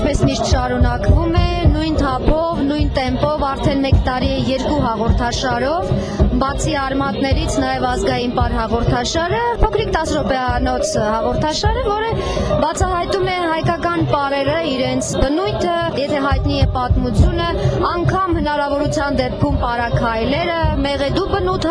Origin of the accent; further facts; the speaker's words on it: Nagorno-Karabakh, Azerbaijan; Արցախն իմ տունն է, ես արցախցի եմ, ես հայ եմ, իմ հայրենիքը Երևանը չէ, իմ հայրենիքը Ստեփանակերտը չէ, իմ հայրենիքը համայն հայոց աշխարհն է։